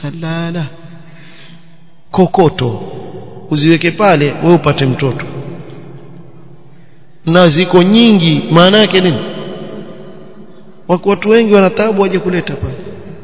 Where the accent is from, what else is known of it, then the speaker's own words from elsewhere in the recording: Seiyun, Hadhramaut, Yemen; Mimi natoa mfano wa kule kwetu kwa sababu haya mambo shayao na kule. Na najua yafanyika. Sayun.